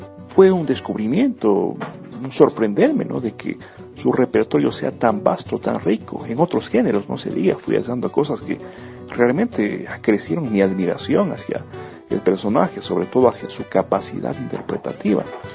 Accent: Ecuador; quizá porque soy de Ecuador, porque me gusta el género

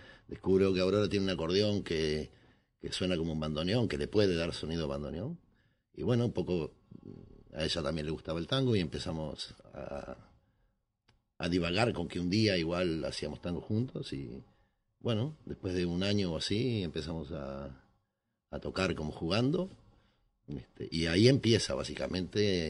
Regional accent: Montevideo, Uruguay; moved away as an adult; now in Spain; yo vengo de Montevideo, entonces el tema del tango para mí es como desde la cuna lo llevo, y aquí en España llevo 8 años

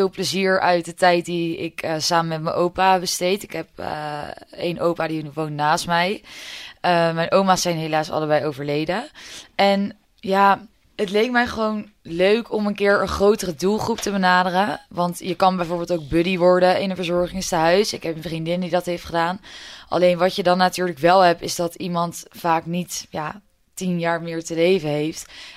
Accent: Maassluis, South Holland, Netherlands; Ik kom zelf uit Maassluis. Daar ben ik opgegroeid. Mijn ouders wonen daar nog steeds samen met mijn tweelingbroer.

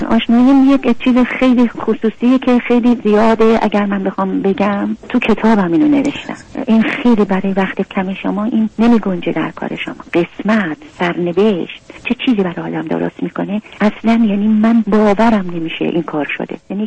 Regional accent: Iran; moved away as an adult; رفتم شمال دنبالم اومدن. من 7-8 تا زندگی در ایران عوض کردم تا تونستم. دیگه میدم هیچ چاره ای ندارم که اون مملکتم و زادگاهم و خاطرات زندگی و کودکی و نوجوانیم و گذاشتم اومدم.

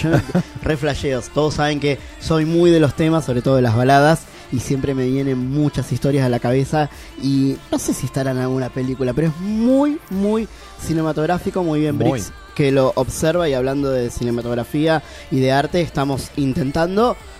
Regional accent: Spain; a mí me sale el italiano de adentro. Italiano que no tengo, soy español.

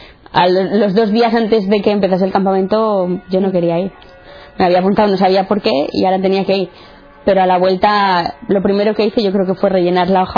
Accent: Santander, Cantabria, Spain; tengo 18 años, soy de Santander, soy la mediana de tres hermanos. Mi familia siempre ha sido católica, practicante, tanto por parte de padre como de madre, y entonces pues siempre me he criado en un ambiente cristiano.

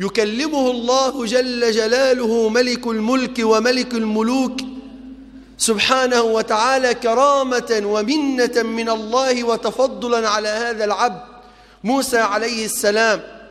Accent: Egypt; أسأل الله في هذا المقام ألا يحرم بلدنا مصر نعمة جريان نهر النيل.

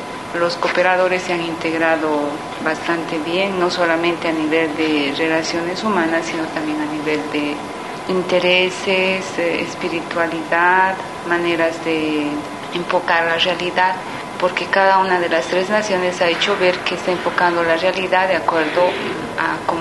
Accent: Bolivia; now in Colombia; soy boliviana y represento a la delegación colombiana porque estos años estoy viviendo y trabajando en Colombia.

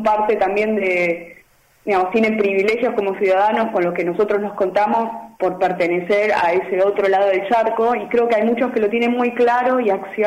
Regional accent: Argentina; now in Germany; Y para mí como argentina, ¿no? Que bueno, miro a Alemania como inmigrante y desde afuera

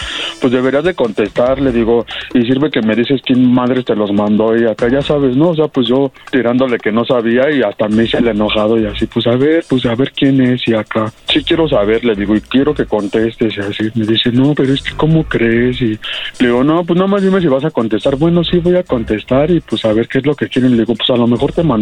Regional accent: Mexico City, Mexico; No, ella es de Metro Musquis y yo soy de la Ciudad de México.

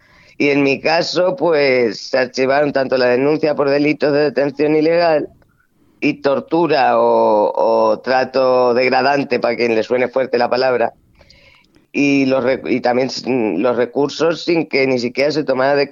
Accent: Castilla-La Mancha, Spain; que es que soy manchega

